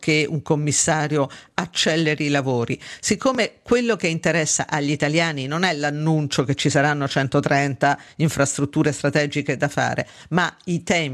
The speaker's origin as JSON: {"language": "Italian", "town": "Sabaudia", "region": "Lazio", "country": "Italy", "tie": "born or raised there", "said": "ero bambina e per arrivare da Roma al mio paese, Sabaudia, ci si metteva esattamente quello che ci si mette ora d'estate"}